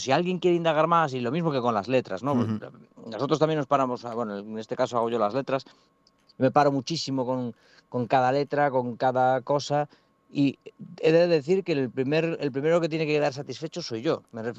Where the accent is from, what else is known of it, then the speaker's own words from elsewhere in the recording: Galicia, Spain; somos de Galicia, viene mucha gente de Galicia